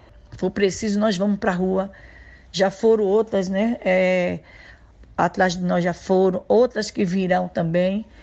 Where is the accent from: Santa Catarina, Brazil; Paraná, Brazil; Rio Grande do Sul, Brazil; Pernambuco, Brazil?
Pernambuco, Brazil; Jaboatão dos Guararapes; now in São Paulo, Brazil; tenho 51 anos, sou natural de Jaboatão dos Guararapes, é uma cidade de Recife, Pernambuco. Há 27 anos atrás, eu vim para São Paulo, aqui para uma comunidade chamada Jardim Pantanal, hoje é União de Vila Nova